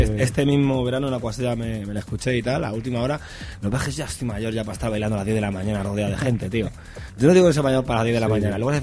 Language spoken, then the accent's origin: Spanish; Madrid, Community of Madrid, Spain; Yo como madrileño te tengo que decir que eres un madrileño bandera.